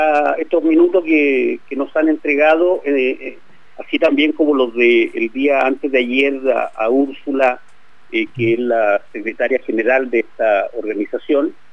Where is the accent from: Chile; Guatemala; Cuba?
Chile; Hoy día somos testigos los chilenos de cómo este Estado